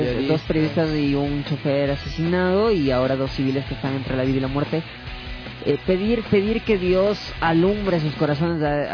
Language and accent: Spanish; Quito, Pichincha, Ecuador; hablemos de nosotros como capitalino, como quiteño